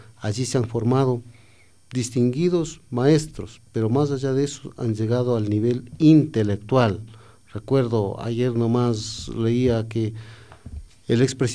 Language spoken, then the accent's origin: Spanish; Machachi, Pichincha, Ecuador; yo vengo del Cantón Mejía, soy exactamente de Machachi